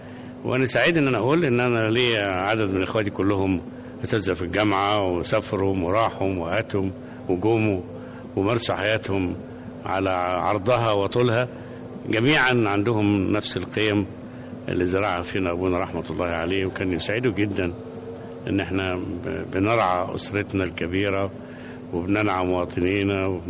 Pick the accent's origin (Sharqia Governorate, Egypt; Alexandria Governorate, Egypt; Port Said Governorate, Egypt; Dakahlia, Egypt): Dakahlia, Egypt; Mit El Khouli Moemen; قريتنا اسمها ميت الخول مؤمن من احدى قرى محافظة الدقهلية.